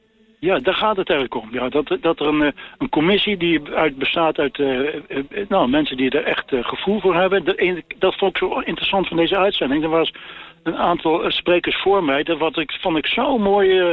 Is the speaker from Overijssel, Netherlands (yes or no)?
yes; Zwolle, Overijssel, Netherlands; Ik kwam uit Zwolle en mijn vader was de predikant.